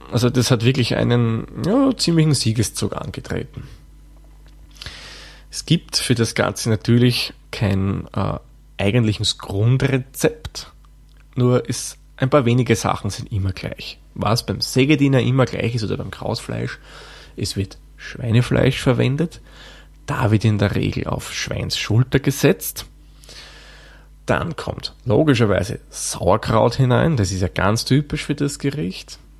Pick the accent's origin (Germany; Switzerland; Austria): Austria; Da serviert man aber jetzt nicht wie bei uns in Österreich die Salzerdäpfel dazu